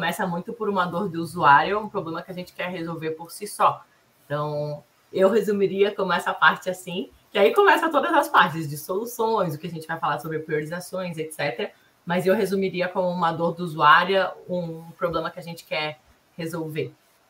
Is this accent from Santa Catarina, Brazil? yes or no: yes; Santa Catarina, Brazil; now in São Paulo, Brazil; Eu sou catarinense, moro em São Paulo fazem 4 anos, mas... Sou do sul do Brasil, hoje é bem frio, uma cidade que tem 19 mil habitantes, nem o Uber chegou lá ainda, então é super pequenininha.